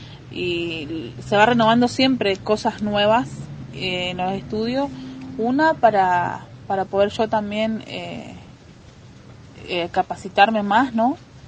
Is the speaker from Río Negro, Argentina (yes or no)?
yes; Cipolletti, Río Negro, Argentina; now in El Bolsón, Argentina; tengo 36 años y bueno, vengo de Cipolletti ya hace 2 años, y desde el primer año que estuve acá en el Bolsón